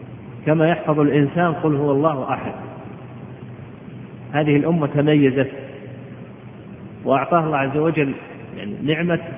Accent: Al-Qassim, Saudi Arabia; قد عرف عندنا في القصيم السعودية

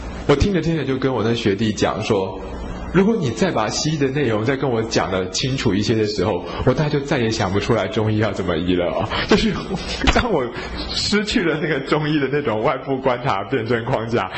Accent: Taiwan; 我们台湾人啊长到今天，其实我们许许多多的台湾人都是所谓的水果宝宝啊，就是从小到大吃了很多水果

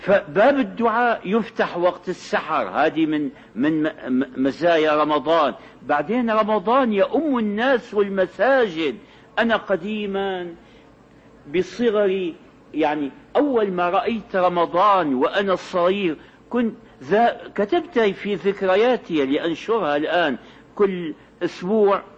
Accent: Syria; التراويح هذه كانت عندنا في الشام في أول أمر

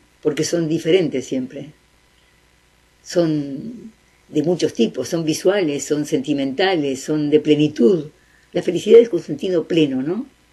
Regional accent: Uruguay; Yo soy muy uruguaya. Me gusta vivir acá

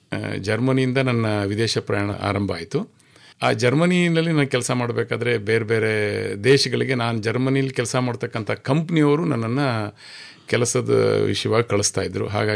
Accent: Cholenahalli, Karnataka, India; ನಾವು ಹಾಸನ ಜಿಲ್ಲೆ ಚನ್ನರಾಯಪಟ್ಟಣ ತಾಲೂಕಿನ ಪಕ್ಕದಲ್ಲಿ ಒಂದು ಹಳ್ಳಿ, ಚೋಳೇನಹಳ್ಳಿ ಅಂತ, ಆ ಹಳ್ಳಿನಲ್ಲಿ ಹುಟ್ಟಿದವನು.

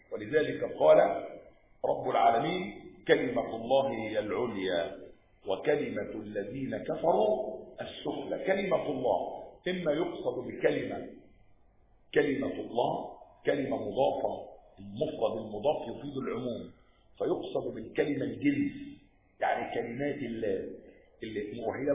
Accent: Egypt; مع أن الانفلات الأمني عندنا في مصر حدث فترة ايه؟ قليلة جدا

